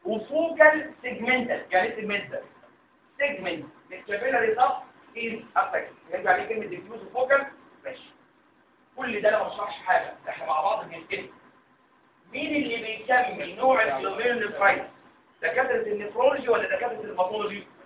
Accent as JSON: {"language": "Arabic", "country": "Egypt", "said": "لكن اشهر سبب للرينال فيلير عندنا في مصر هو ايه؟"}